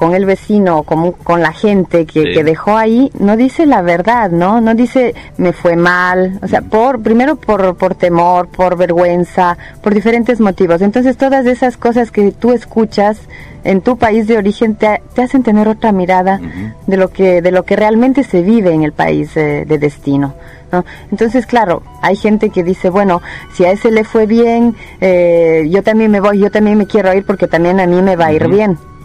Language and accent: Spanish; Ecuador; now in Italy; se me venía a la mente la fase de mi salida del Ecuador